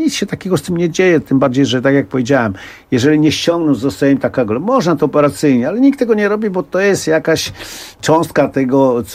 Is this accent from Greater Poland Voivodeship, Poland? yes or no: no; Warsaw, Masovian Voivodeship, Poland; bo ja się urodziłem na Powiślu, wychowywałem się na Powiślu, no i tam właśnie też zacząłem ćwiczyć zapasy.